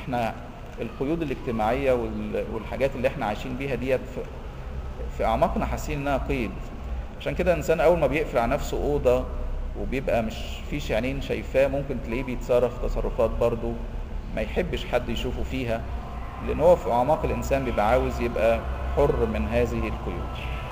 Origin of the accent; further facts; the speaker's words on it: Egypt; احنا مصريين من نسله، احنا برضو ولاد حام